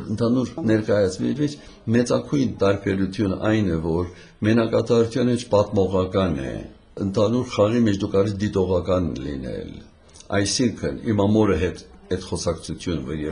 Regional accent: Iraq; moved away as an adult; now in United States; մենք ծնանք զավակները եւ Իրաքում ծնած են, եւ այնտեղ հաստատվեցան մինչեւ 1962 թվականը, հետո Ամերիկա գնացի ուսումից համար

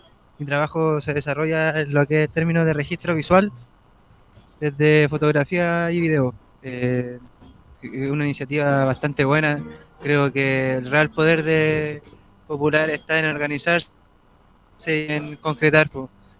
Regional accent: Limache, Valparaíso, Chile; yo soy de Limache, entonces no frecuento mucho el Valparaíso

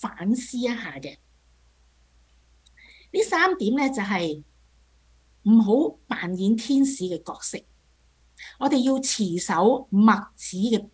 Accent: China; 有些像我們中國人有一句說話，善有善報，惡有惡報，若然未報呢，是時辰未到。

